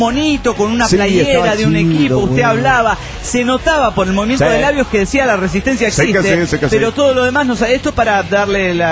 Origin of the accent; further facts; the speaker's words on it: Managua, Nicaragua; de Managua, Nicaragua.